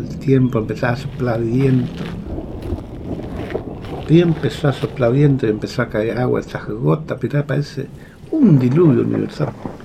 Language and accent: Spanish; Goya, Corrientes, Argentina; yo soy de Goya y estoy viniendo de las Malvinas.